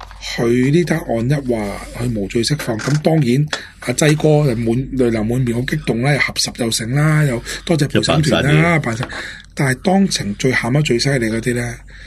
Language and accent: Cantonese; Hong Kong; 我哋身为香港人啦